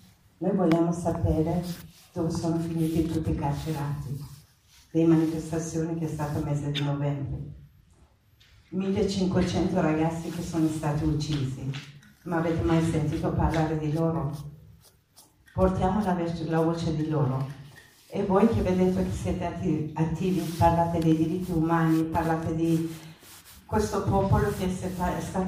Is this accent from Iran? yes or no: yes; Iran; Italian is a second language; E tanto sapete che sono iraniana.